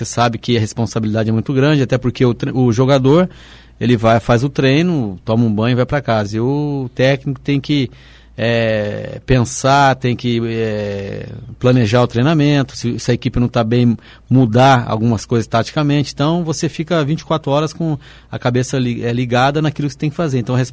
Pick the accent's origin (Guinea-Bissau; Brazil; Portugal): Brazil; Foz do Iguaçu, Paraná; Ainda hoje tenho os parentes meus que moram na cidade de Foz do Iguaçu, então eu tenho uma ligação muito grande à cidade, né, onde eu fui criado